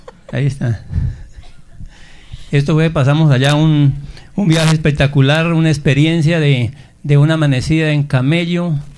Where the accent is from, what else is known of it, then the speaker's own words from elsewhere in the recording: Boyacá, Colombia; yo que soy boyacense, que estaba en el rebusque, en el comercio